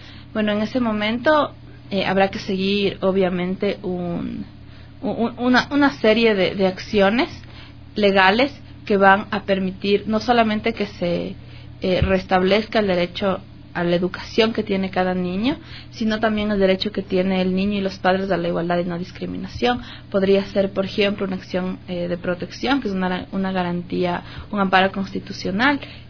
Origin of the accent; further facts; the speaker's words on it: Ecuador; tenemos además el deber como ciudadanos ecuatorianos